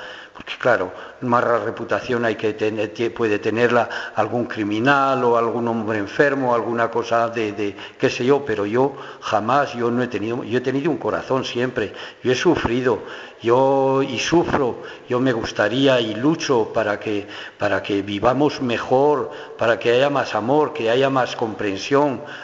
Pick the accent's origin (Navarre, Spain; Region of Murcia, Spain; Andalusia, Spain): Navarre, Spain; Y mi tierra, pues ya digo, Navarra, pues no es como en Madrid o en Cataluña, donde la mayor parte de la gente era de izquierdas.